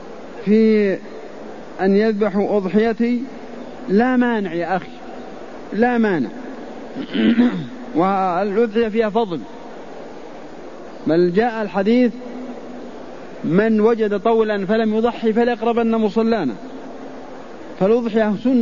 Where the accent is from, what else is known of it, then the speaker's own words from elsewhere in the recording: Al-Qassim, Saudi Arabia; نحن الحقيقة قريب منكم، نحن نجي من القصيم بس لدروس الحرم في أيام الحج